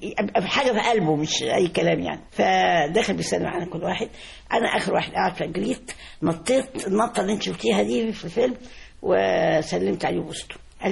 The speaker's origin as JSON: {"language": "Arabic", "country": "Egypt", "said": "فبقول له انا رحت المجر سنه 62 واقول للناس انا مصري"}